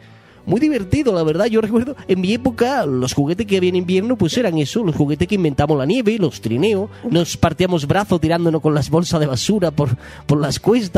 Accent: Spain; Porque yo soy una persona, un español lozano, que se viste por los pies

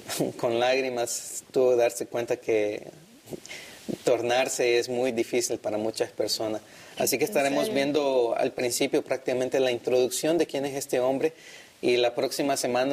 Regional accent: El Salvador; now in California, United States; también soy de California, como dos de mis compañeros aquí, aunque soy originario de El Salvador y soy estudiante de teología.

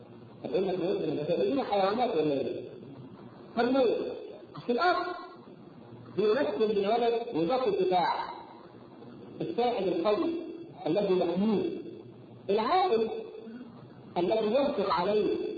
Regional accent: Egypt; احنا كمصريين

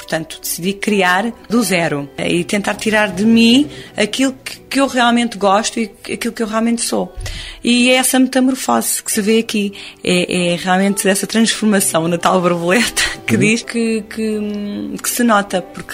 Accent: Portugal; Eu sou portuguesa, adoro Portugal, adoro a sonoridade portuguesa.

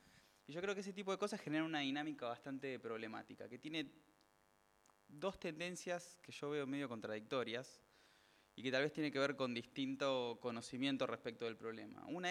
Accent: Argentina; Otro asunto que también tenemos completamente interiorizado como argentinos es el Documento Nacional de Identidad

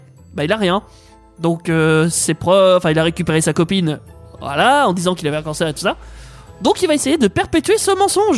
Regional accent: Quebec, Canada; C'est parce que je suis québécois, donc au Québec, on dit pas principaux, tu vois.

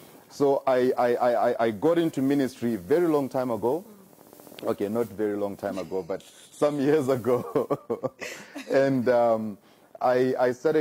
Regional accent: Bulawayo, Zimbabwe; now in Harare, Zimbabwe; I am from Zimbabwe and I was born and bred in Bulawayo. And but after some time, I moved to the capital city of Zimbabwe called Harare.

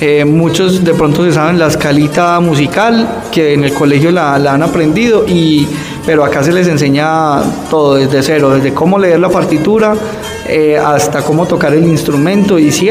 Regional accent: Colombia; como buen colombiano recursivo

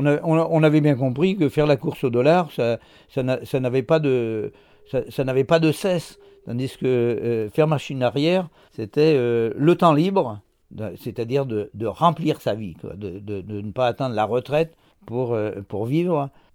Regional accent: Pays de la Loire, France; born there; Je suis né en Brière en 1945.

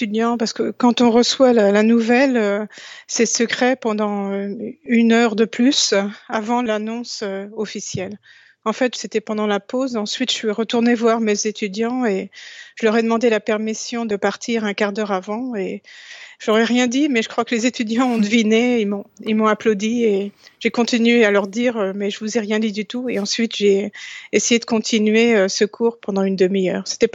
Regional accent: France; parce que je suis française et la découverte a été faite en France

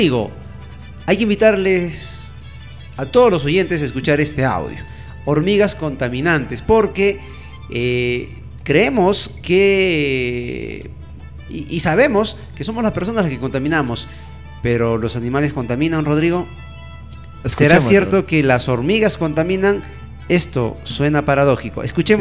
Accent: Carhuaz, Ancash, Peru; en la ciudad de Caruaz, de donde yo soy

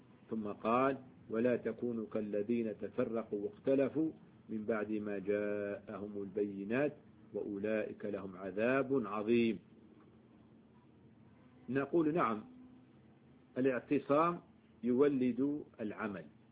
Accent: Algeria; احنا من الجزائر

